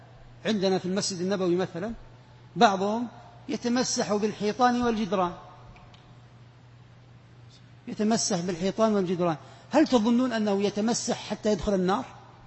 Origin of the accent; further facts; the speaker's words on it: Saudi Arabia; احنا ما عندنا في السعودية فيه